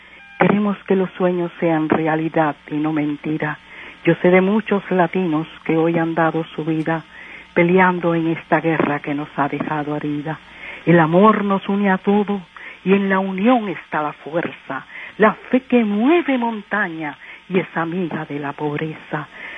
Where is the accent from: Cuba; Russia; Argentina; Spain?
Cuba; moved away; Yo soy cubana.